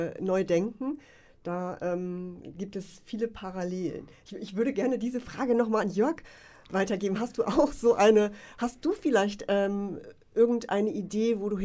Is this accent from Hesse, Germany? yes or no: no; Wolfsburg, Lower Saxony, Germany; Denn ich komme aus einer Autostadt, aus Wolfsburg